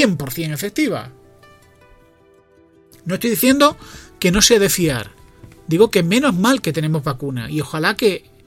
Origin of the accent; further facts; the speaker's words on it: Spain; ¿cuántos millones somos de españoles? ¿Cuarenta y tantos?